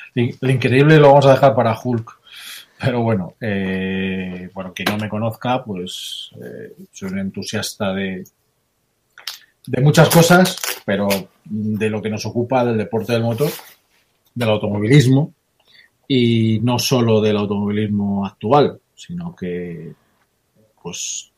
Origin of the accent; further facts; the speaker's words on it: Seattle, Washington, United States; yo soy de Seattle